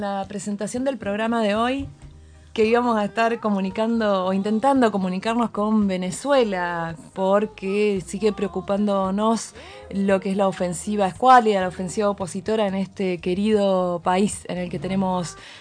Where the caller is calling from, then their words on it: Argentina; venimos siguiendo muy atentamente desde Argentina.